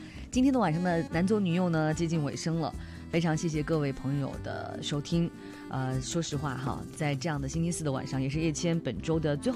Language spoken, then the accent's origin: Chinese; China; 我们中国人就是在大难面前都能够齐心协力